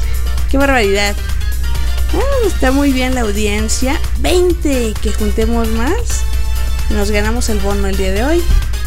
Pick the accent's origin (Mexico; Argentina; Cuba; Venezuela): Mexico; Bueno, soy de México ya. Para los que no lo sabían, somos de México